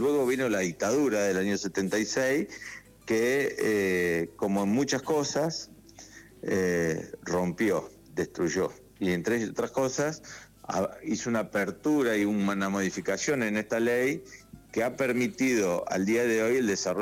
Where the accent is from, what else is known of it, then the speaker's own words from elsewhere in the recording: Jovita, Córdoba, Argentina; es de mis tíos, se lo alquilo a mis tíos, era una estancia, La Juanita se llamaba, al sur de Córdoba, en Jovita, mi pueblo.